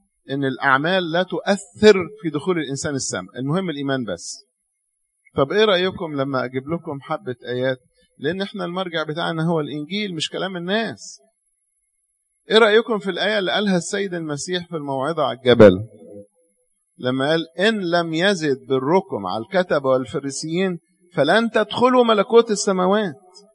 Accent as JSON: {"language": "Arabic", "town": "Cairo", "region": "Cairo Governorate", "country": "Egypt", "said": "ده احنا عندنا في القاهرة"}